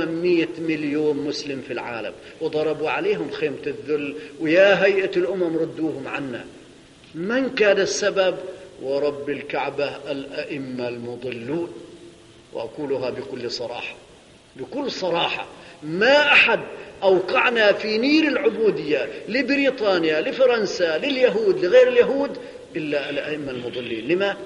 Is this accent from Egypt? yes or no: no; Syria; عندنا في سوريا